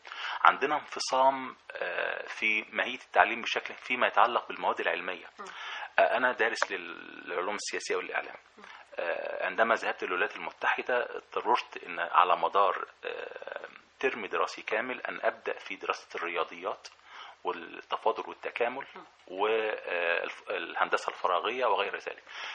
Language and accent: Arabic; Egypt; عندنا في مصر مجموعة خبراء غير عاديين وإمكانياتهم غير عادية